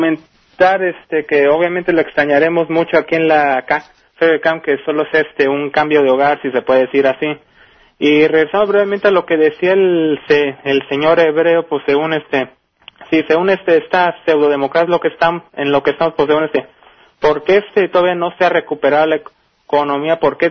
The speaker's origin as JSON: {"language": "Spanish", "town": "Mexicali", "region": "Baja California", "country": "Mexico", "lives_now": "San Diego, United States", "said": "soy originario de Mexicali, pero hablo desde San Diego"}